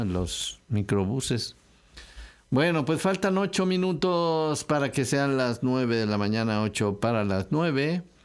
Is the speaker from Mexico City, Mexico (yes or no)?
yes; Mexico City, Mexico; born there; now in Xalapa, Mexico; Soy jalapeño. O sea, uno ya no dice, hasta que te preguntan, bueno, ¿pero dónde naciste? Ah, bueno, sí, nací en la Ciudad de México, en el Distrito Federal.